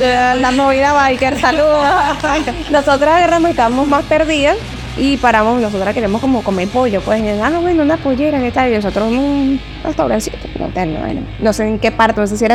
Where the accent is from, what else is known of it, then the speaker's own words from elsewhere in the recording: Valencia, Carabobo, Venezuela; lo que pasa es que no somos aquí, mira, somos de Valencia, man.